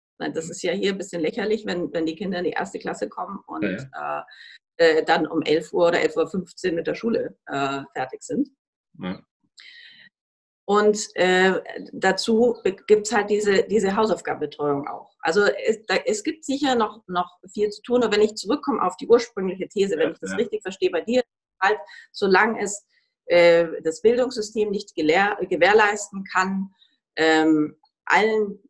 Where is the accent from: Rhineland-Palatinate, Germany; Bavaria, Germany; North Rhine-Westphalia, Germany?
Bavaria, Germany; gerade mein Heimatland wehrt sich ja strikt dagegen, aber eigentlich nur, weil sie befürchten, also Bayern